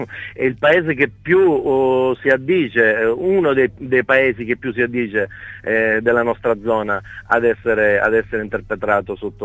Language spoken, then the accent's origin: Italian; Gratteri, Sicily, Italy; per me Gratteri è un paese in cui ho sempre creduto, essendo il mio paese